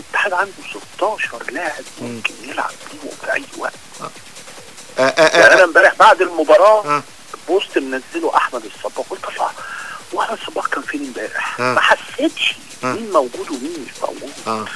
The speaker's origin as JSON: {"language": "Arabic", "town": "Alexandria", "region": "Alexandria Governorate", "country": "Egypt", "said": "انا بتكلم كراجل محايد انا مش هتكلم بقى كاسكندراني"}